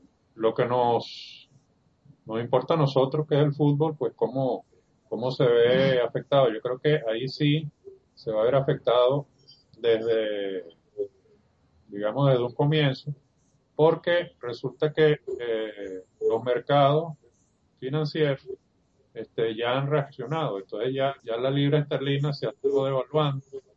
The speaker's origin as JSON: {"language": "Spanish", "country": "Venezuela", "said": "Como somos expertos los venezolanos, hemos visto eso una y otra vez aquí en nuestra moneda"}